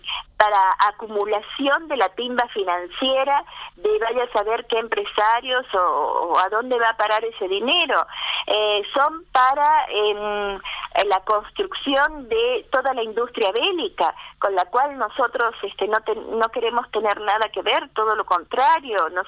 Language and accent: Spanish; La Rioja, Argentina; en tantas cosas que nosotros estamos necesitando como riojanos en este momento